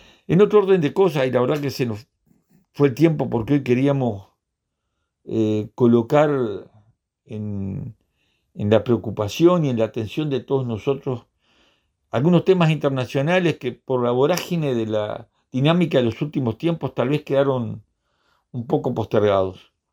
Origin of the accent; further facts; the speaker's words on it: Uruguay; Nosotros como pueblo uruguayo tenemos una deuda histórica con el pueblo haitiano.